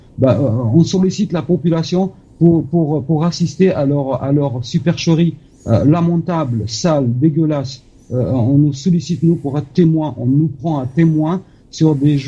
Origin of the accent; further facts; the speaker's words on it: Algeria; Bien sûr, mais je pense que moi, personnellement, en tant qu'Algérien, j'en suis pas étonné du tout.